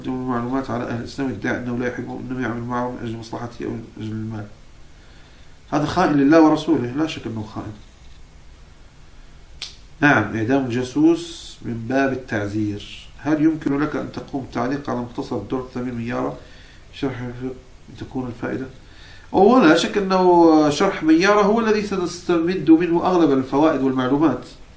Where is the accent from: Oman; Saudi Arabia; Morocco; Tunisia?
Morocco; نعم أنا من المغرب، أنا مغربي شامي حجازي.